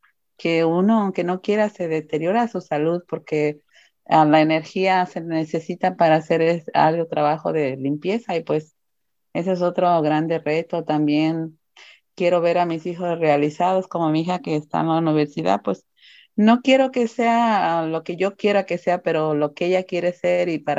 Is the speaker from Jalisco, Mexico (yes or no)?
yes; Jalisco, Mexico; now in United States; Soy de México, el estado de Jalisco. Emigré a California por los años 80.